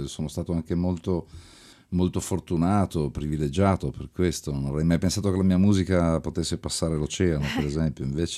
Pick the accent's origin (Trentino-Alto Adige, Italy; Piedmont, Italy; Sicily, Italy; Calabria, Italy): Piedmont, Italy; Turin; Mio papà, sì, era pugliese, mia mamma quasi napoletana, quindi cioè, sono nato per sbaglio a Torino, però... però così sono felice di aver vissuto la mia infanzia e la mia adolescenza lì